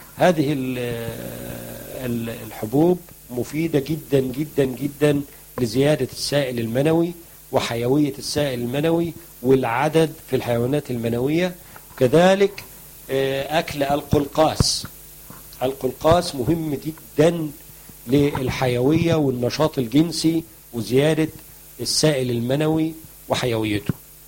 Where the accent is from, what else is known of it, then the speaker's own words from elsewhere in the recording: Egypt; لقاح النخل اللي بنسميه عندنا في مصر الدكر أو غبار الطلع